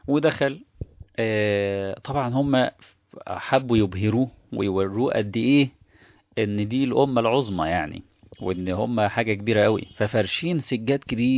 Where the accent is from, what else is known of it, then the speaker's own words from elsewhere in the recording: Egypt; من وجهة نظرنا احنا كمصريين